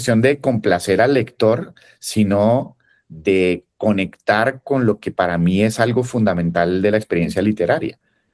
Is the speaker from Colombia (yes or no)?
yes; Colombia; más aún siendo colombiano, donde uno, pues, escucha uno, las historias familiares nuestras son complejísimas